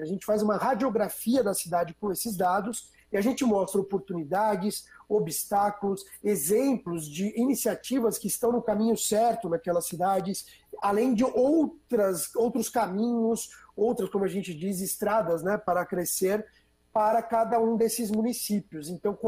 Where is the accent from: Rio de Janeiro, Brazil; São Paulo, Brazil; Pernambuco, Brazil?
São Paulo, Brazil; born there; eu, como paulista, né, sou nascido em São Paulo e amo o meu estado, circulo bastante por ele